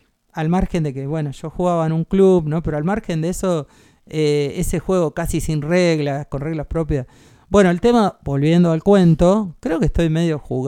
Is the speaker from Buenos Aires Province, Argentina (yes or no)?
yes; Caseros, Buenos Aires Province, Argentina; Yo vivía en Caseros, pasé mi infancia en Caseros